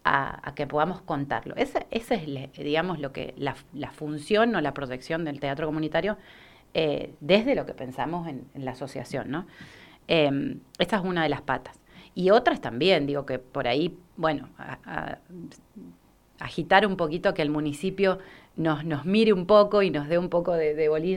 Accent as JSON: {"language": "Spanish", "town": "El Challao", "region": "Mendoza", "country": "Argentina", "said": "las personas que somos del Chayá creo que tenemos que generar encuentro"}